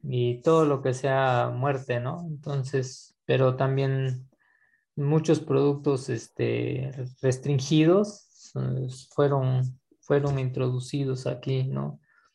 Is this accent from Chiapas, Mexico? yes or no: yes; Villaflores, Chiapas, Mexico; born there; ¿verdad? Y nací en un ejido, una localidad del municipio de Villaflores, del estado de Chiapas, uno de los 135 municipios de todo el estado.